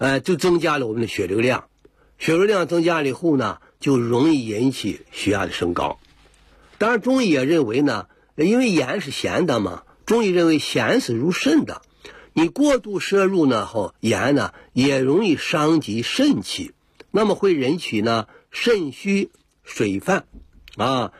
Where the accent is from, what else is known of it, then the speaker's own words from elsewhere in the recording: China; 我们中国人呢盐吃的比较多